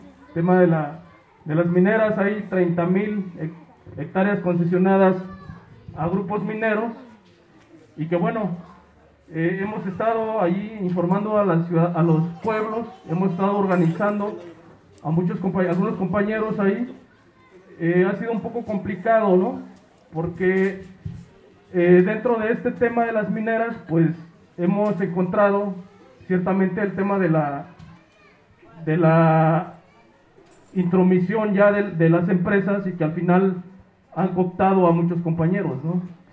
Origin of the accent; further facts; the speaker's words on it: Oaxaca, Mexico; Venimos de la Mixteca Oaxaqueña. Estamos aquí adelantito colindando con la Mixteca Poblana.